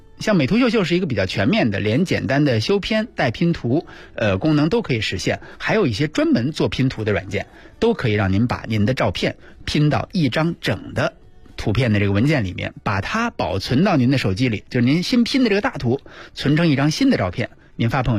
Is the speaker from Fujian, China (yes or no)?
no; Beijing, China; 就咱们北京人不是老去吗？